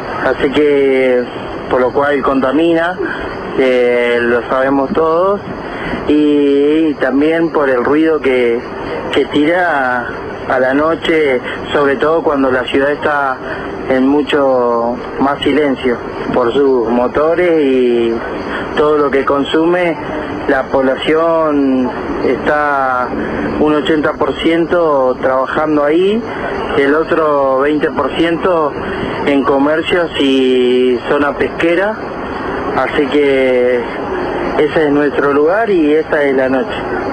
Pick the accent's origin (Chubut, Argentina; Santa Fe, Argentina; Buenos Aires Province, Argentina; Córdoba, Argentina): Chubut, Argentina; Puerto Madryn; bueno, vamos a comentar cómo es la noche en nuestro lugar. Somos de Puerto Madryn, Chubut